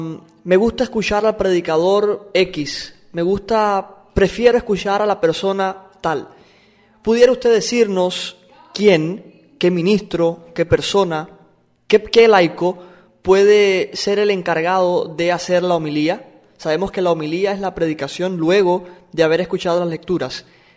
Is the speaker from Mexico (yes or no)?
no; Camagüey, Cuba; Recuerdo un sacerdote anciano en mi ciudad, en mi país, en Cuba, en Camagüey